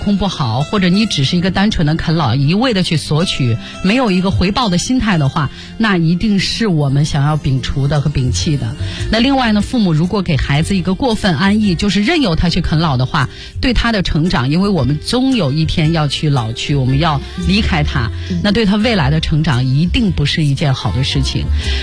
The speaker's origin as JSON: {"language": "Chinese", "country": "China"}